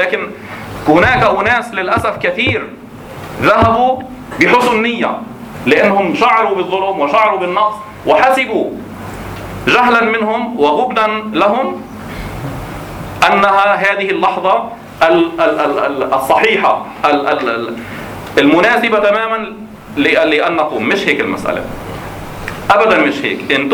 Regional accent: Jordan; الأردن فيها مظالم، أنا من الأردن

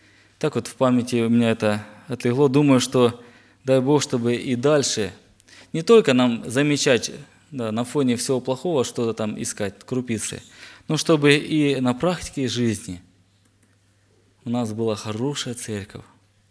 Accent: Zmiiv, Kharkiv Oblast, Ukraine; я с Украины, город Змеёв, Харьковской области.

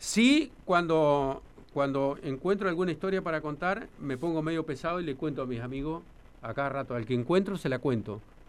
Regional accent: Victorica, La Pampa, Argentina; born there; yo soy nacido en Vitorica

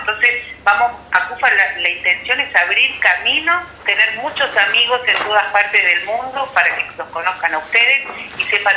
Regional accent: Bariloche, Río Negro, Argentina; yo nací en Bariloche, me crié en Bariloche y mi familia vive acá en Bariloche.

